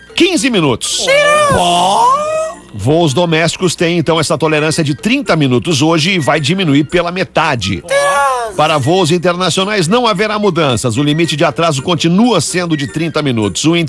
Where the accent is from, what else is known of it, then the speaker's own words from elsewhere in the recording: Rio Grande do Sul, Brazil; Aê, eu sou gaúcho, é isso aí.